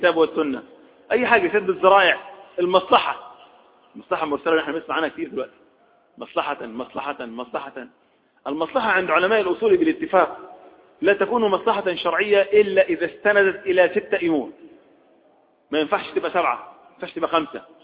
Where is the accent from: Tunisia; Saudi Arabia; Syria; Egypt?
Egypt; احنا عندنا في مصر عرف، اهل بحر لهم عرف، اهل الصعيد لهم عرف